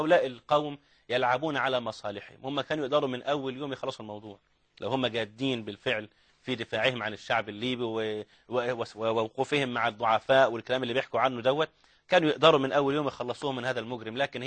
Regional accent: Egypt; ده في كامب ديفيد عندنا في مصر

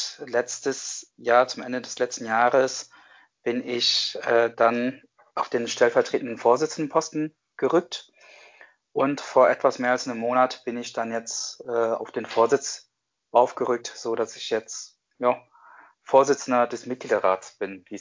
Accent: Cologne, North Rhine-Westphalia, Germany; Ich bin am Kölner Südbahnhof aufgewachsen.

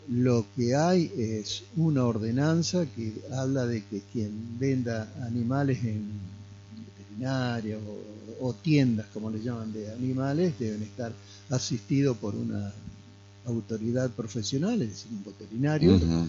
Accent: Concordia, Entre Ríos, Argentina; en mi adolescencia en Concordia yo habré conocido 2 o 3 sumo veterinarios

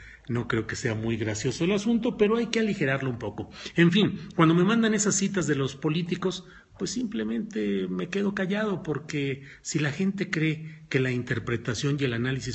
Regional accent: San Luis Potosí, Mexico; also born or lived in Torreón; porque yo nací en Torreón, Coahuila, aunque crecí en San Luis Potosí

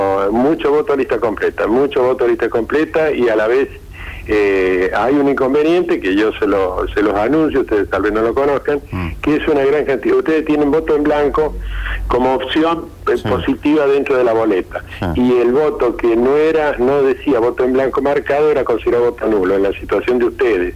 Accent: Villa María, Córdoba, Argentina; yo soy del interior de Córdoba, nosotros en Villa María teníamos 7 boletas en las elecciones municipales

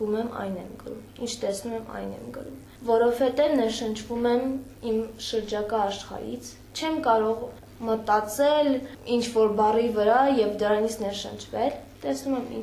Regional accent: Nagorno-Karabakh, Azerbaijan; Լոկ մարդ եւ լոկ հայ, լոկ արցախցի։

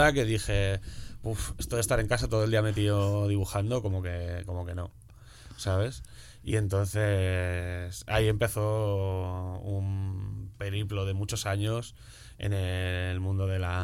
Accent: Leganés, Community of Madrid, Spain; yo nací aquí en Madrid. Y viví toda mi infancia y adolescencia y juventud en Leganés, en un barrio de Leganés que se llama La Fortuna.

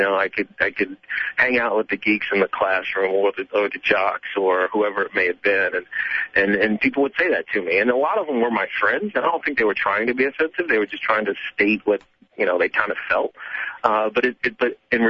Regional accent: Virginia, United States; I grew up in Roanoke, Virginia, and not the city of Roanoke, Virginia, but the county of Roanoke, Virginia.

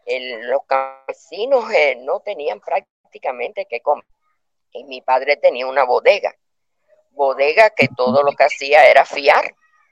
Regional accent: San Juan y Martínez, Pinar del Río, Cuba; born there; en una zona rural, pero era una zona que es la de San Juan y Martínez, que es la zona de mejor tabaco del mundo. Así se le dice a esa zona donde yo nací.

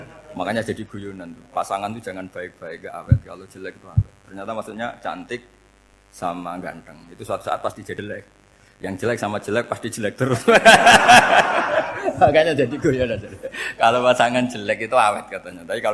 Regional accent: Rembang, Central Java, Indonesia; kayak saya kan orang Rembang

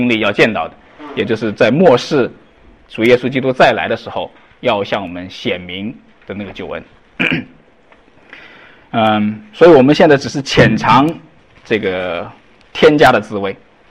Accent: China; 那因为我们中国人口众多嘛哈

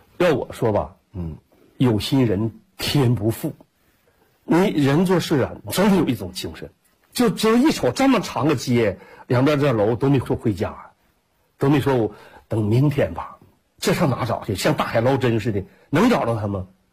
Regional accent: Jilin, China; 我说我是吉林的

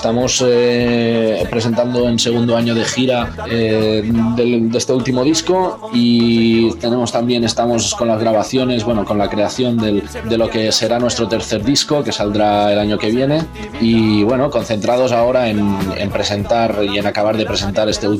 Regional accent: Catalonia, Spain; now in Barcelona, Spain; somos un grupo de rap combativo de afincados ahora mismo en Barcelona, aunque nuestros orígenes son de un poco más al norte, de la zona del Maresme, una zona con sol y con playa.

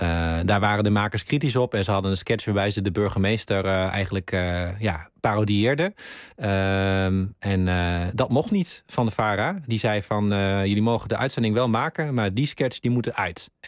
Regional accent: Randstad, Netherlands; En hij was zelf geen Limburger, ik kwam uit de Randstad

